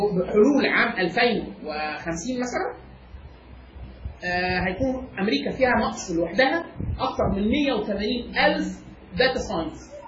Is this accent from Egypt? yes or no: yes; Egypt; انا من مصر وباخد اقل من 5000 دولار في السنه